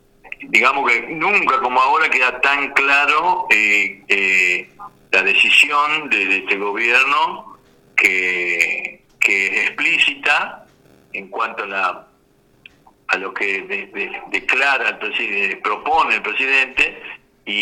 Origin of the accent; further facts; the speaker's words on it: Salta, Argentina; pues yo soy de Salta y estuve en Misiones estos días